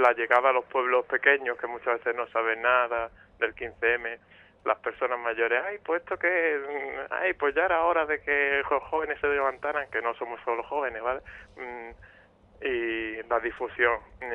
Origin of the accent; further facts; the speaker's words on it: Málaga, Andalusia, Spain; yo vengo desde Málaga también, como Carlos.